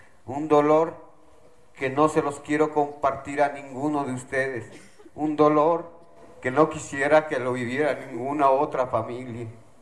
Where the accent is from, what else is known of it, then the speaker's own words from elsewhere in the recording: Tlaxcala, Mexico; Nosotros somos del estado de Tlaxcala y es muy diferente la situación.